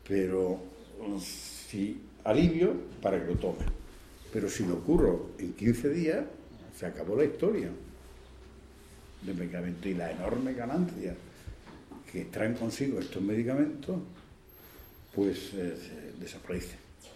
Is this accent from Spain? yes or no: yes; Andalusia, Spain; pero yo soy andaluz.